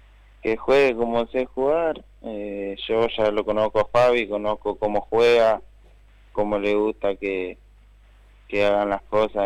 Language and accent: Spanish; González Catán, Buenos Aires Province, Argentina; Yo soy de Catán.